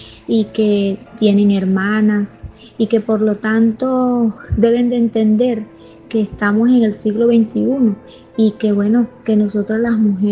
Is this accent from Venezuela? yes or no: yes; Puerto Cabello, Carabobo, Venezuela; soy de acá de Venezuela, Estado Carabobo, municipio de Puerto Cabello.